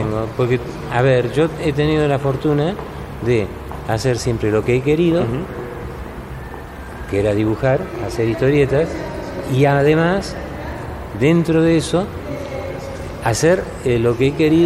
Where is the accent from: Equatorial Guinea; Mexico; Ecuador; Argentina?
Argentina; moved away as an adult; now in Spain; cuando yo me fui de Argentina era época de la dictadura todavía.